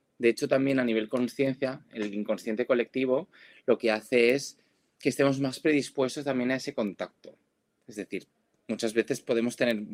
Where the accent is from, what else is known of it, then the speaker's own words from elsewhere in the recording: Valencia, Valencian Community, Spain; Ahora que estábamos nombrando lo de la Dana aquí en Valencia, yo que soy de Valencia